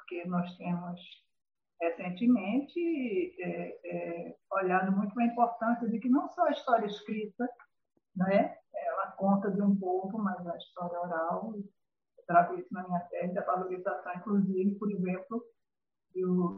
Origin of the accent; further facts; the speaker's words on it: Northeast Region, Brazil; accent: Northeastern Brazilian; as pessoas, você é nordestina? Por causa do meu sotaque, que eu faço, inclusive, nenhum esforço para mantê-lo, mas se mantém